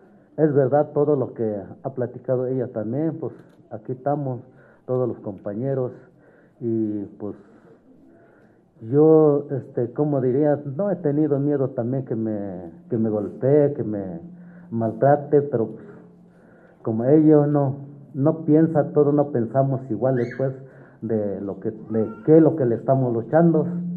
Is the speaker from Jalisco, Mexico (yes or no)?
no; Santiago Mexquititlán, Querétaro, Mexico; Yo soy uno de los compañeros de aquí, que vengo del pueblo de Santiago Mexitlán.